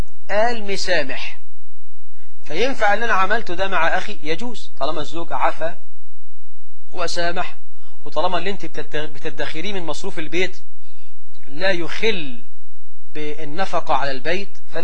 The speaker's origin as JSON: {"language": "Arabic", "country": "Egypt", "said": "واجعل بلدنا مصر آمنة مطمئنة رخاء سخاء"}